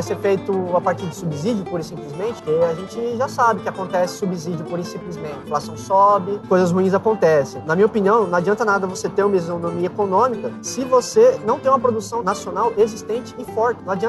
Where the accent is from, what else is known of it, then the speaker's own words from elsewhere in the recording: São Paulo, Brazil; porque a gente é de São Paulo